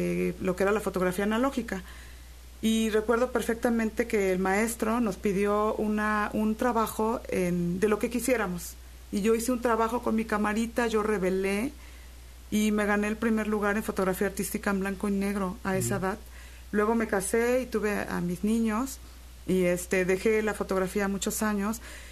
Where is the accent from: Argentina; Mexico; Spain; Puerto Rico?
Mexico; Xalapa, Veracruz; Yo soy de aquí, de Jalapa.